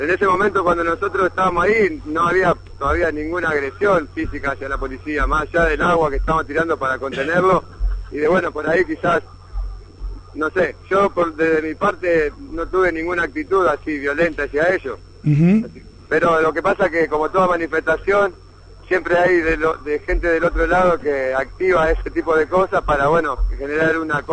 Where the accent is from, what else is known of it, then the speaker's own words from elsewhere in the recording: Paraguay; Yo tengo tres machetes y vengo desde Paraguay.